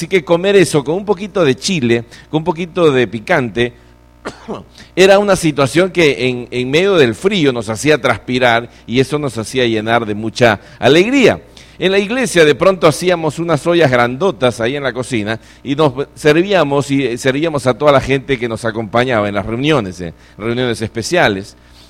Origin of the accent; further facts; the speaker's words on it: Lima, Peru; also born or lived in Argentina; Yo nací allá también. Así que soy de Lima, del RIMAC.